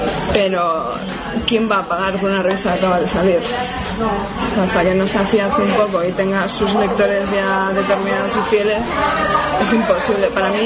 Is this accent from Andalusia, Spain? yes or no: no; Bilbao, Basque Country, Spain; como soy de Bilbao, pues voy a hacer una revista de literatura.